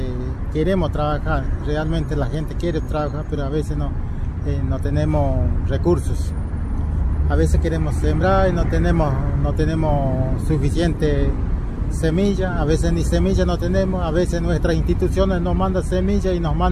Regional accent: Formosa, Argentina; Yo soy uno de los referentes de la raza Huichí. Soy de Formosa, soy del oeste de Formosa. Vivo en los lugares Los Chiriguanos, Departamento Bermejo, Colonia El Silencio, El Aibal Silencio, jurisdicción Chiriguano.

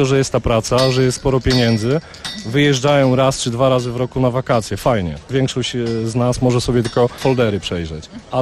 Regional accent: Świeradów-Zdrój, Lower Silesian Voivodeship, Poland; now in Sobieszów, Poland; Pochodzę ze wsi, spod Świeradowa. Po prostu miałem za domem las, góry i wszystko.

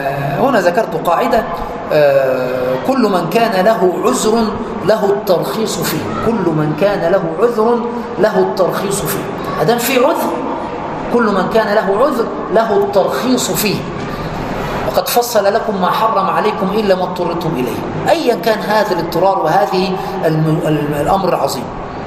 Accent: Egypt; عندنا في مصر يقولون

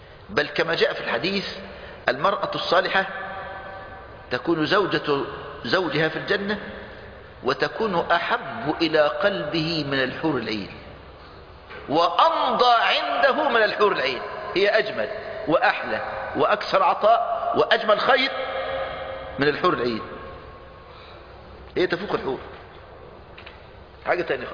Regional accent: Egypt; المانجا عندنا في مصر

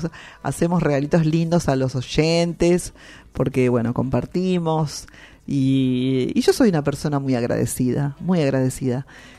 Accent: Argentina; A mí me gustaría, y siempre digo, como todo argentino, todos tenemos que conocer nuestras cataratas del Iguazú.

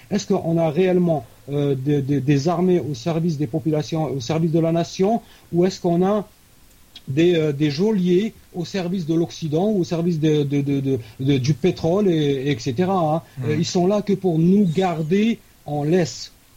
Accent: Algeria; C'est mon opinion en tant qu'Algérien.

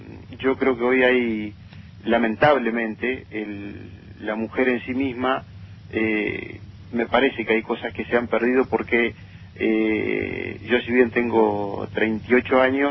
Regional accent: Concordia, Entre Ríos, Argentina; soy de Concordia, Entre Ríos.

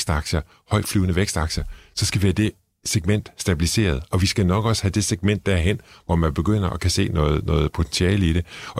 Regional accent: Struer, Central Denmark Region, Denmark; jeg kommer fra Struer, så har man noget kærlighed til den gamle virksomhed deroppe.

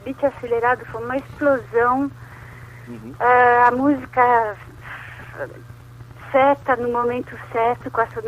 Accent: France; porque somos franceses

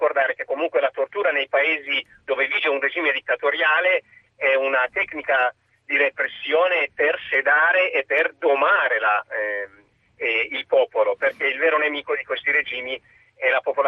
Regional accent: Iran; Italian is a second language; Io sono iraniano. Sono un esule iraniano, sì.

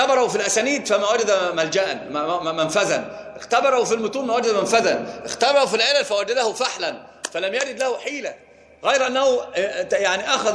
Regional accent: Upper Egypt, Egypt; عندنا في الصعيد بيقسم بالبخاري على أنه قرآن،

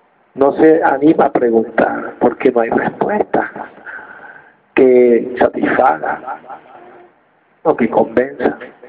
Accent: Venezuela; Las 4.000 lonchas, decimos en Venezuela.

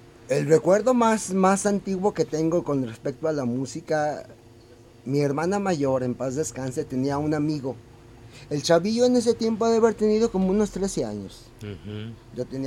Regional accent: Guadalajara, Jalisco, Mexico; yo nací en el barrio del Santuario. Ahora. En Arista y Mezquitán. Ahí viví hasta como los 4 o 5 años. Y luego nos cambiamos acá a Pedro Loza, a una cuadra del Parque Alcalde.

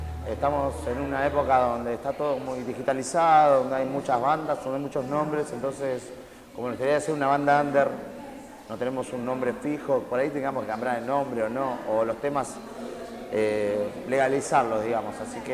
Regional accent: Cañuelas, Buenos Aires Province, Argentina; somos de Cañuelas. En realidad la banda hace 9 años que está

